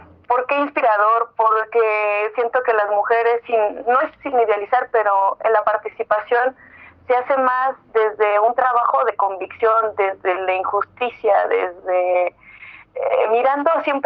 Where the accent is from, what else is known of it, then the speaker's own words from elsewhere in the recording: Mexico City, Mexico; born there; now in Veracruz, Mexico; Pues yo nací en Ciudad de México.